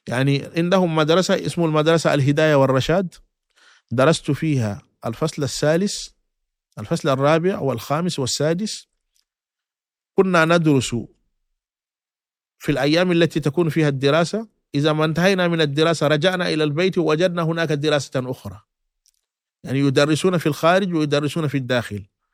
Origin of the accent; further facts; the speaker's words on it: Mali; لا، بعد ذلك رجعت إلى مسقط رأسي لحفظ القرآن الكريم، لكي أحفظ القرآن الكريم.